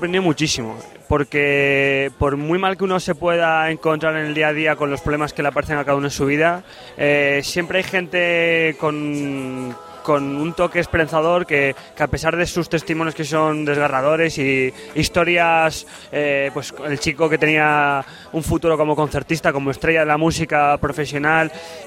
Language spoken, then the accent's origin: Spanish; Palencia, Castile and León, Spain; now in Madrid, Spain; vengo de Madrid, pero soy de Palencia